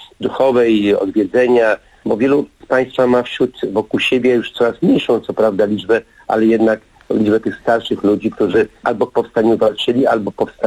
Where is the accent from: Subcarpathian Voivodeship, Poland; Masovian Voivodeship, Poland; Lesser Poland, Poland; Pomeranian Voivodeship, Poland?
Masovian Voivodeship, Poland; Warsaw; Ja jestem z Warszawy, moja rodzina jest z Warszawy, rodzina mojej żony jest z Warszawy.